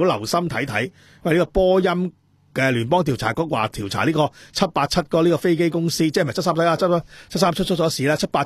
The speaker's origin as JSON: {"language": "Cantonese", "country": "Hong Kong", "said": "系因为你哋系一路喺度压制紧我哋香港人噶嘛"}